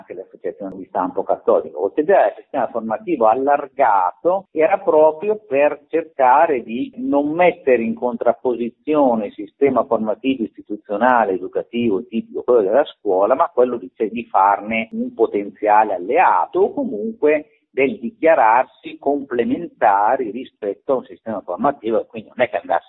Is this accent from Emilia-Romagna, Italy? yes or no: yes; Reggio Emilia, Emilia-Romagna, Italy; io vengo da Reggio Emilia